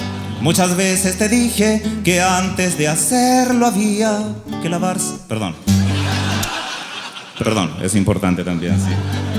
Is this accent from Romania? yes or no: no; Chile; Somos soñadores, los chilenos soñamos